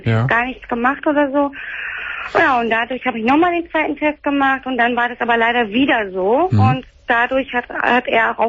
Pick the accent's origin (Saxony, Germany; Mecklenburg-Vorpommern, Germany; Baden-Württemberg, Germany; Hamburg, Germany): Hamburg, Germany; Also ich komme ja aus Hamburg.